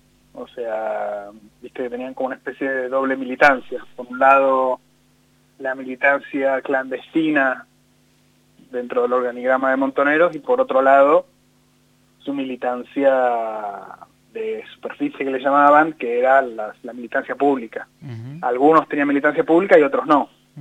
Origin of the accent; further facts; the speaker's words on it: Buenos Aires, Argentina; born there; yo nací en Capital, en el año 74.